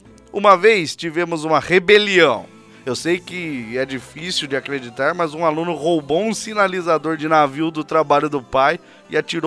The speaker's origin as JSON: {"language": "Portuguese", "region": "São Paulo", "country": "Brazil", "said": "tenho 34 anos, sou da cidade de São Paulo"}